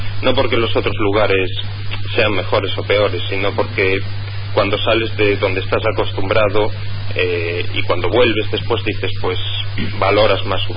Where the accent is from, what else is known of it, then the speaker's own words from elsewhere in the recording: A Coruña, Galicia, Spain; yo aquí que soy de Coruña te puedo decir que sí